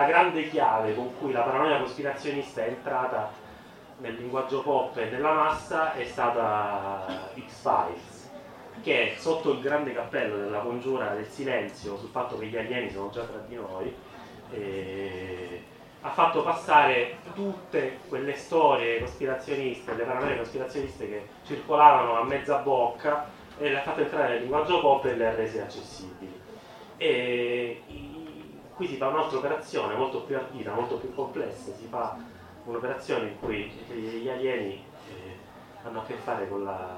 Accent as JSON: {"language": "Italian", "town": "Cosenza", "region": "Calabria", "country": "Italy", "said": "Io da Cosentino soffro molto a dire questa cosa di Catanzaro."}